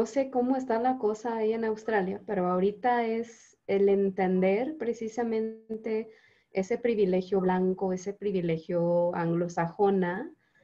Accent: Canada; Yo, sí, yo como canadiense entiendo la mitad, la verdad.

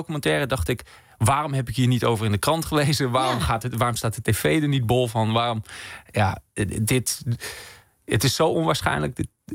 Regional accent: Groningen, Netherlands; Omdat ik kom uit Groningen en ik woonde in een wijk vlak naast het Noorderplantsoen.

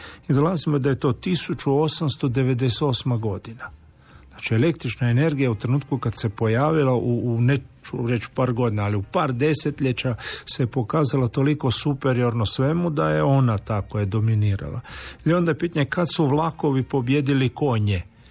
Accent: Croatia; Mislim, kod nas u Hrvatskoj zbilja svašta može proći.

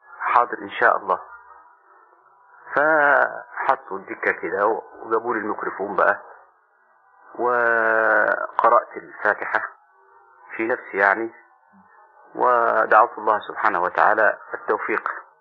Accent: Upper Egypt, Egypt; فرجعت إلى بلادي الصعيد، وبعدين قلت إن شاء الله سأزور القاهرة مرة أخرى وأزور أهل البيت. فجيت سن يعني بعدها بسنة تقريبا، كان سني 18 سنة أو 19

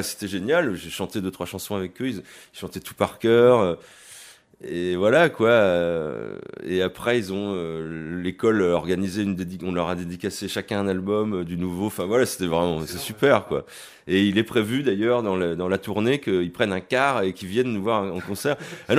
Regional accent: Issoudun, Centre-Val de Loire, France; nous on vient d'Issoudun dans le Berry, on peut faire de la musique

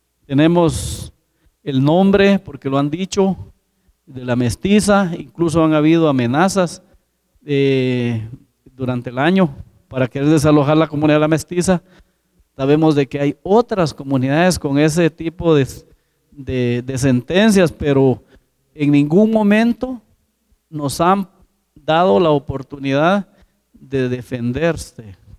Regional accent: San Andrés, Petén, Guatemala; Yo soy comunitario del caserío Santa Amelia, San Andrés, Petén, ubicado en lo que es Laguna del Tigre.

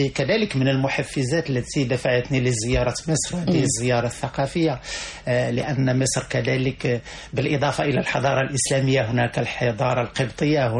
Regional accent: Morocco; وبحكم كوني أنني ابن البادية، أنا ابن الجنوب المغربي وابن واحة

